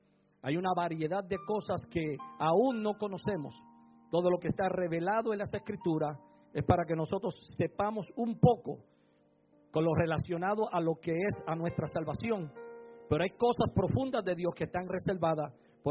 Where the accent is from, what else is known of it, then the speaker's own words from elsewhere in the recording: Puerto Rico; Como puertorriqueño, al fin, me gusta el bullicio.